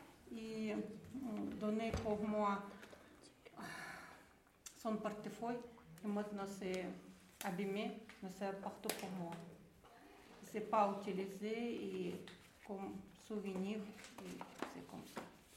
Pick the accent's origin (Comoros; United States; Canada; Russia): Russia; je suis russe, d'origine tchétchène